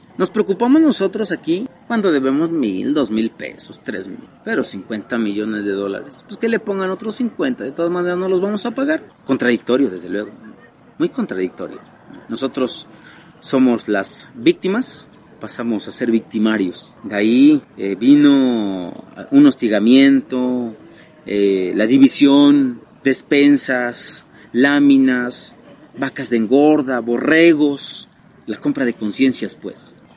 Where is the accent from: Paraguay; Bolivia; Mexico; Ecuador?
Mexico; Amilcingo, Morelos; de esta comunidad de Amilcingo, municipio de Temuac, Morelos. Soy originario de esta comunidad, tengo 32 años, soy campesino orgullosamente.